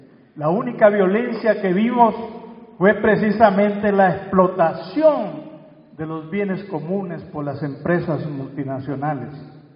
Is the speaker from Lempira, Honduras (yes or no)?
no; Francisco Morazán, Honduras; con el compañero Roger Escobar del Valle de Siria, venimos de Honduras, también de una zona de Mesoamérica.